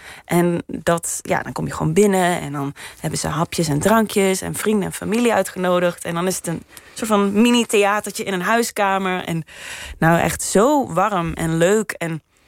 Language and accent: Dutch; Limburg, Netherlands; Want ik kom uit Midden-Limburg en dat is weer een ander accent dan Noord-Limburg.